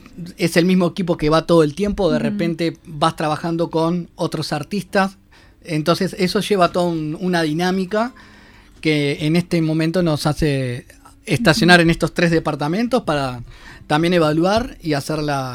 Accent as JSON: {"language": "Spanish", "country": "Uruguay", "said": "capaz que uno como uruguayo se siente esa satisfacción"}